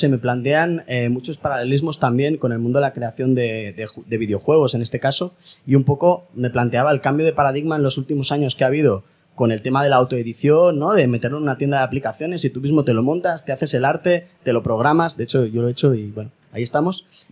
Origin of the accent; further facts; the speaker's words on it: Barcelona, Catalonia, Spain; vengo de Barcelona